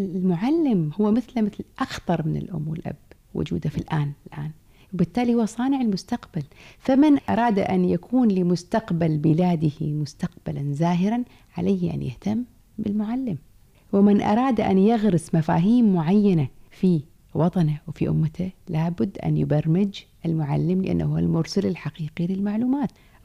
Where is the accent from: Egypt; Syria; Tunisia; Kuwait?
Kuwait; accent: Kuwaiti; من أجمل المصطلحات في لهجتنا الكويتية أن الحي اسمه